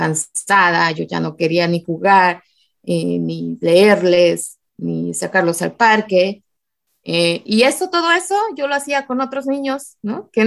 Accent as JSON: {"language": "Spanish", "region": "Morelos", "country": "Mexico", "tie": "born or raised there", "also_born_or_lived": "State of Mexico", "said": "Soy originaria del Estado de México, pero mi mamá decidió llevarme muy pequeña a Morelos, entonces me considero morelense"}